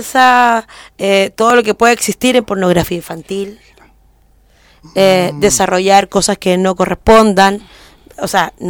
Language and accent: Spanish; Santiago, Santiago Metropolitan, Chile; Yo vengo de aquí de La Legua, un sector nada de acomodado, sin ningún tipo de mayor accesibilidad.